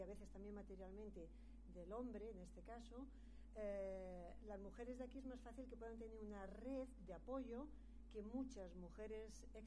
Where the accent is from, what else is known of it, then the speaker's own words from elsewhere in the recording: Alicante, Valencian Community, Spain; born there; yo nací en Alicante, de padre de Guadalajara y madre de la provincia de Alicante misma. Tengo 57 años